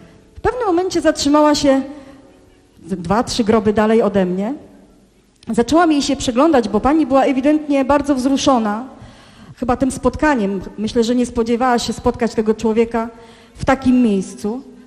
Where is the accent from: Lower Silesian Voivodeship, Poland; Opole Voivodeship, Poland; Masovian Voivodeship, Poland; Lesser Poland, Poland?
Lower Silesian Voivodeship, Poland; Żarów; Było to na cmentarzu komunalnym w mojej rodzinnej miejscowości Żarów